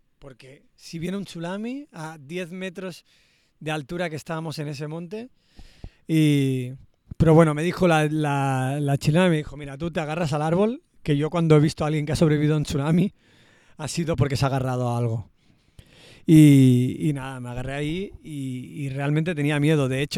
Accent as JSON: {"language": "Spanish", "town": "Barcelona", "region": "Catalonia", "country": "Spain", "said": "yo también soy de Barcelona"}